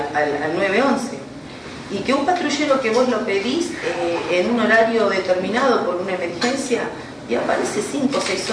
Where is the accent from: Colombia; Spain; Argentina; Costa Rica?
Argentina; Tigre, Buenos Aires Province; Soy de Tigre, hace 43 años que vivo en Tigre.